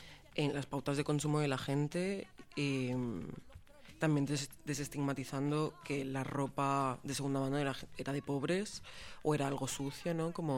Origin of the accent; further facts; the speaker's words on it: Balearic Islands, Spain; now in Granada, Spain; Yo soy de Mallorca y al venir a Granada a vivir hace ya 6 años